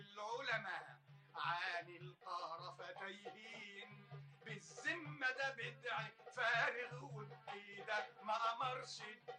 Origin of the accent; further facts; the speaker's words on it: Alexandria, Alexandria Governorate, Egypt; born there; سني مش هقول لكم عليه ولا أقول لكم 59 شهر طبعا، من مواليد الأسكندرية.